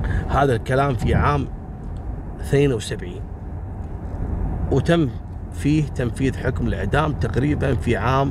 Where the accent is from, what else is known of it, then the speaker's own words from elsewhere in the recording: Kuwait; هذا عندهم من كبائر القضايا الجنائية اللي تحصل عندنا في الكويت